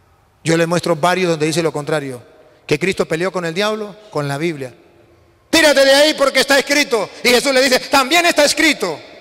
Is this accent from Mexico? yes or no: no; Venezuela; Yo vengo de Venezuela